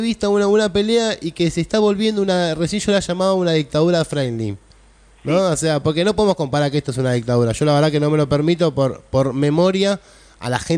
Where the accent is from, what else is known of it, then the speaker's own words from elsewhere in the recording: Moreno, Buenos Aires Province, Argentina; vos decís el conurbano, yo soy de Moreno. Bueno, Moreno es el distrito número uno de gatillo fácil y trata de blanca, ¿no?